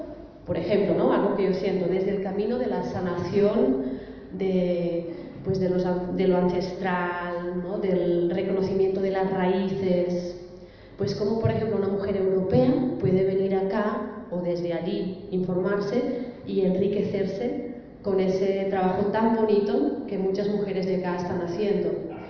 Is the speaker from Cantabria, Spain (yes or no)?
no; Barcelona, Catalonia, Spain; now in Colombia; Yo, por ejemplo, llevo ya 4 años viviendo en Colombia, soy catalana, de Barcelona